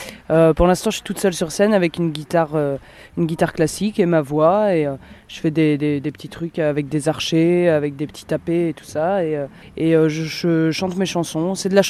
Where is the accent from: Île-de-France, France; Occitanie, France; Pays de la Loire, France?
Pays de la Loire, France; Nantes; je viens de Nantes. Je suis contente.